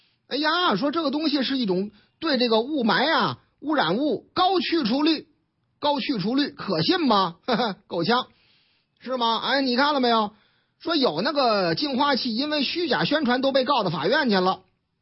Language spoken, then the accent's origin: Chinese; Tangshan, Beijing, China; 这个京华时报说那个天然气儿啊，已然到了我老家烫山，北京这个供气儿紧张